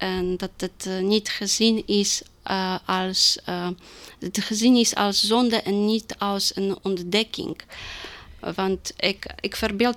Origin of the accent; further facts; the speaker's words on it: Poland; now in Netherlands; Ik kom uit Polen.